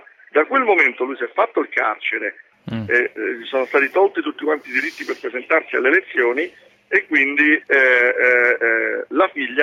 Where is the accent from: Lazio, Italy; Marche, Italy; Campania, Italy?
Lazio, Italy; Rome; Io sono molto preoccupato, attenzione, da romano, da italiano, da europeo.